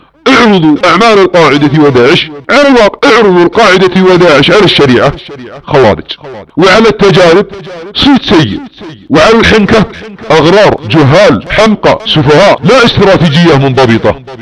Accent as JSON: {"language": "Arabic", "country": "Saudi Arabia", "said": "التاريخ أثبت عمليا إن العمليات الارتجالية ضد بلادنا السعودية لا تجدي نفعا"}